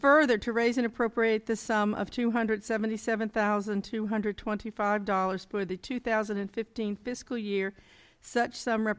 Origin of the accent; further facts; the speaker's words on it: New Hampton, United States; I'm from New Hampton, and I am the chair of the budget committee.